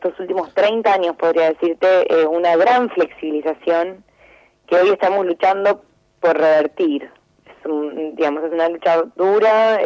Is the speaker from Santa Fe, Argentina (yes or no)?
no; Lomas de Zamora, Buenos Aires Province, Argentina; yo fui a la Universidad Nacional de Lomas de Zamora, soy de Lomas, soy de la provincia de Buenos Aires también